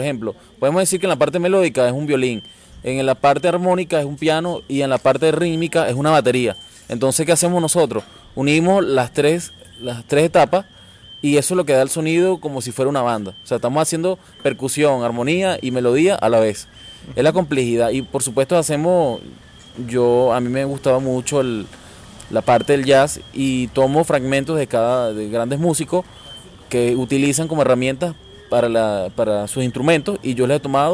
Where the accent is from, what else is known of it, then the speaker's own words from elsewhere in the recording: Puerto Ordaz, Bolívar, Venezuela; yo soy de Puerto Ordaz, comienzo a los 12 años con el 4, ¿no? Empiezo a ejecutarlo desde Puerto Ordaz